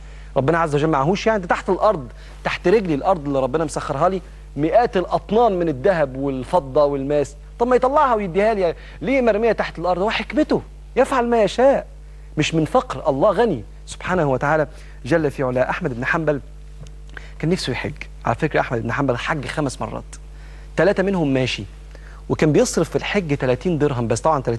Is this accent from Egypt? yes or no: yes; Egypt; وده منتشر جدا عندنا في مصر وفي كثير من الدول العربيه